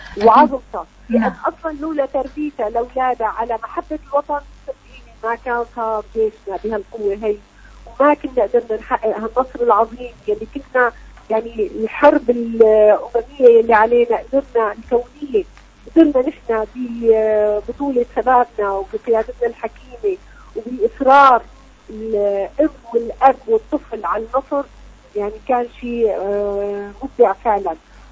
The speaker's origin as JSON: {"language": "Arabic", "country": "Syria", "said": "نحن بتاريخنا سوري موجود عندنا كان قادة جيوش"}